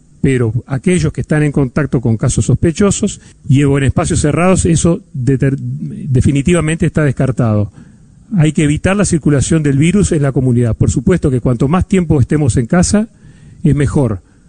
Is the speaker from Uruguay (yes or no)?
yes; Uruguay; al comportamiento que nos caracteriza como uruguayos